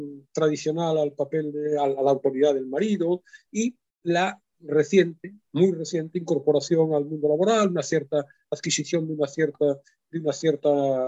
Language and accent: Spanish; Vigo, Galicia, Spain; sí saben que soy gallego, lo hemos hablado alguna vez, lo he dicho, no sé si saben que soy de Vigo en particular